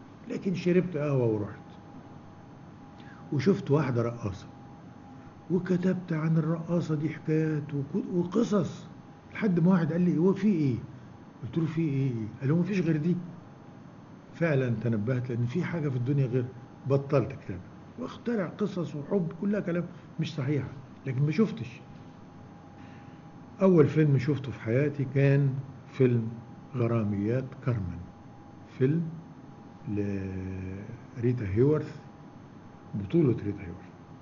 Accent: Mansoura, Dakahlia, Egypt; إنه عندنا في المنصورة وأنا رايح من المدرسة للبيت أو من المدرسة للمكتبة أو من البيت للمكتبة أمر على أكثر من دار للسينما

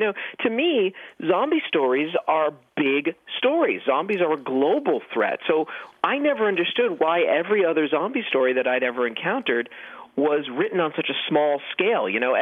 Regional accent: Hollywood, California, United States; growing up in Hollywood, I guess I didn't have that sort of rush that other people might feel. That actually felt more normal.

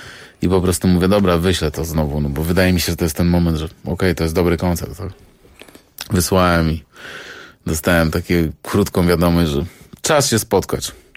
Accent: Jelenia Góra, Lower Silesian Voivodeship, Poland; Ponieważ jestem z Jeleniej Góry, to jest tylko 600 kilometrów od Monachium. Miałem być u mojej mamy, w moim rodzinnym domu.

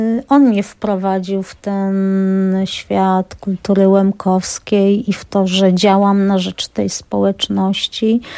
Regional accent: Bielanka, Lesser Poland, Poland; also born or lived in Pszczyna; 7 lat rodzice postanowili, że wracają w swoje rodzinne strony i tak znaleźliśmy się w Bielance i ja już tutaj poszłam do pierwszej klasy, poszłam już w Bielance.

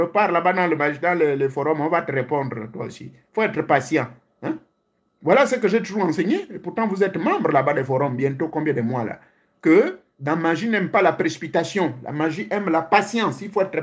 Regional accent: Gabon; chez moi au Gabon

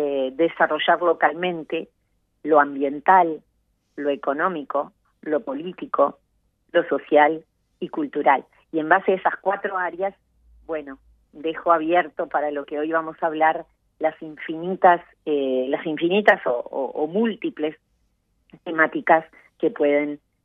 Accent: Uruguay; que tenemos como uruguayos, como ciudadanos, no importa en el lugar que estemos

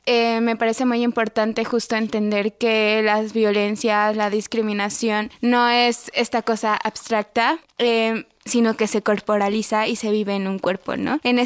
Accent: Tlaxcala, Mexico; Incluso en mi pueblo, soy de una comunidad de Tlaxcala, y en mi pueblo sí está muy marcado como esta idea de desprenderse como de las raíces, del idioma

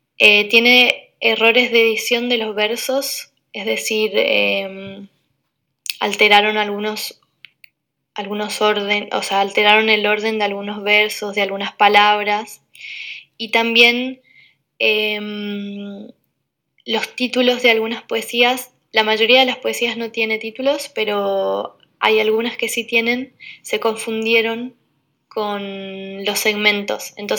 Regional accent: Curuzú Cuatiá, Corrientes, Argentina; poeta de Argentina. Nací al interior de Corrientes, en un pueblo que se llama Curuzucuatiá, donde estoy viviendo ahora.

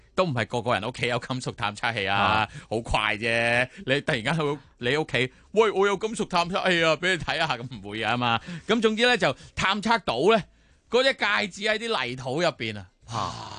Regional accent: Hong Kong; 你好似我哋香港人住啲纳米楼咁样

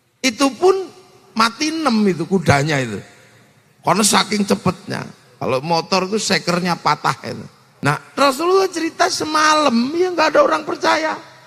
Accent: Yogyakarta, Special Region of Yogyakarta, Indonesia; Saya orang Jogja

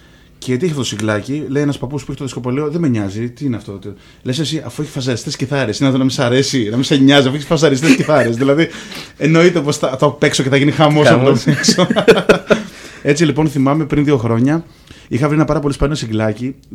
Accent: Athens, Attica, Greece; also born or lived in Lefkada; Όχι, μεγάλωσα στην Αθήνα. Είμαι από Λευκάδα, αλλά μεγάλωσα στην Αθήνα.

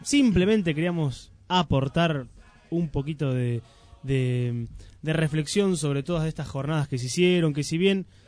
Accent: Argentina; porque somos todos argentinos compartiendo una fiesta del Bicentenario, 200 años de la Revolución de Mayo

